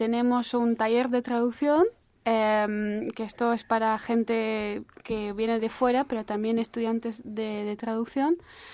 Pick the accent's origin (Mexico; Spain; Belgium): Belgium; Flanders; los flamencos también tenemos nuestra propia forma de hablar